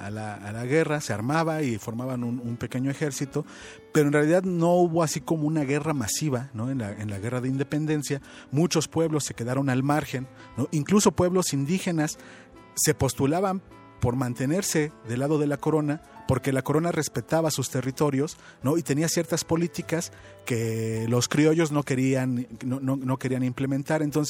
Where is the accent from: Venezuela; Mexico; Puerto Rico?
Mexico; todos somos mexicanos y todos tenemos que celebrar a México